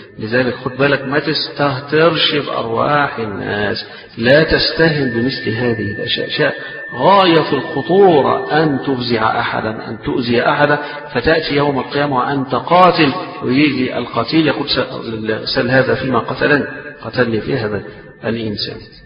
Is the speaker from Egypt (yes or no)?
yes; Egypt; وإحنا عادتنا هنا تربينا على كده، إحنا كمصريين تربينا على كده